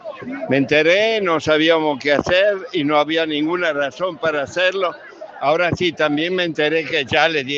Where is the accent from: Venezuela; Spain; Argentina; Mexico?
Argentina; Paso del Rey, Buenos Aires Province; soy un cura, soy de Paso de Rey.